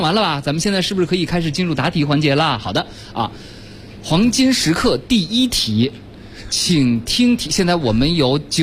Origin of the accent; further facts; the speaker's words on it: Beijing, China; 这还真不是咱们北京人特别爱用的说出租车的方法。